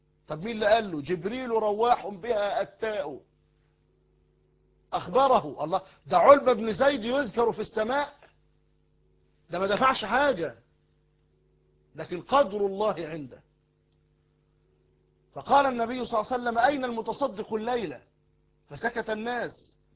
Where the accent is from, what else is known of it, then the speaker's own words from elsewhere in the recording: Egypt; انتوا عارفين المثل الدارج عندنا في مصر